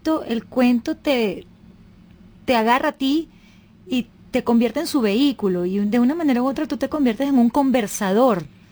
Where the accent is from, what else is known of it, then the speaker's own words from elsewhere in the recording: Venezuela; yo como venezolana me siento muy orgullosa